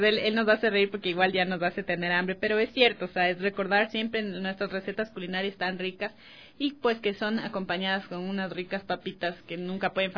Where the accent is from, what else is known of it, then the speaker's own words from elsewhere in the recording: Ecuador; parte de nuestra dieta tradicional de aquí como ecuatorianos